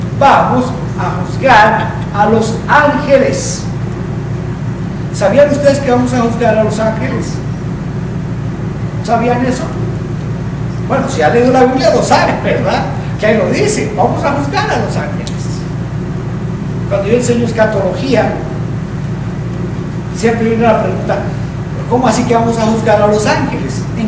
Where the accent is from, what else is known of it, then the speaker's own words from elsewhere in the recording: Colombia; allá en mi país, ¿no? En Colombia.